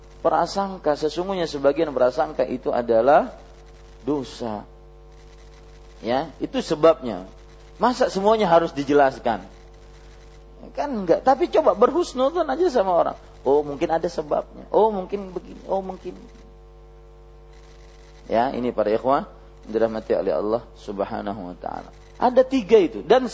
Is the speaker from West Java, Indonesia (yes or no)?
no; South Kalimantan, Indonesia; biar tahu bahwasanya saya dari Banjar